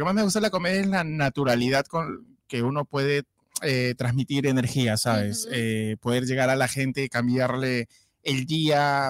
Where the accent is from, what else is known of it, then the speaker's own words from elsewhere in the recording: Lima, Peru; now in Spain; yo soy peruano, para los que están viéndonos, soy peruano de Lima, del distrito de Los Olivos, así se llama el distrito de donde yo vengo. Viví en otros distritos, pero yo soy de Los Olivos.